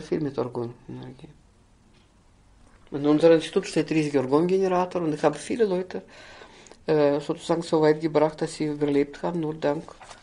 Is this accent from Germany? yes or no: no; Austria; bei uns in Österreich.